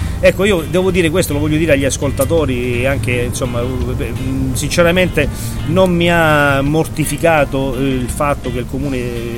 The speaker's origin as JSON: {"language": "Italian", "town": "Reggio Calabria", "region": "Calabria", "country": "Italy", "tie": "born or raised there", "said": "da quando sono nato e cresciuto a Reggio Calabria"}